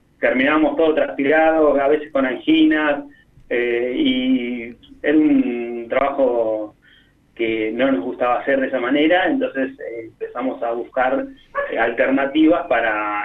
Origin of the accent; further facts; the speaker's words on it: Monte Grande, Buenos Aires Province, Argentina; Somos de Monte Grande